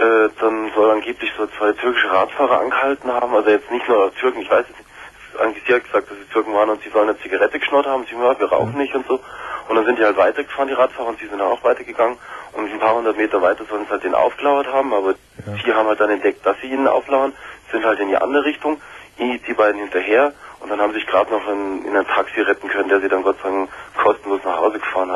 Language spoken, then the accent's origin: German; Munich, Bavaria, Germany; also ich komme aus dem Süden von München